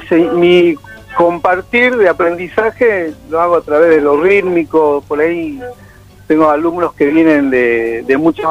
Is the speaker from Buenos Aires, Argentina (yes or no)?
yes; Buenos Aires, Argentina; born there; Claro, yo nací en Buenos Aires